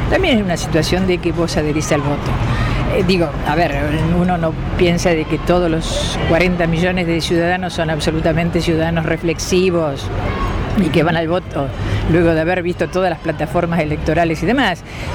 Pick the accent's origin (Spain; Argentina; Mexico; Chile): Argentina; Tandil, Buenos Aires Province; Soy de Tandil, ¿sí?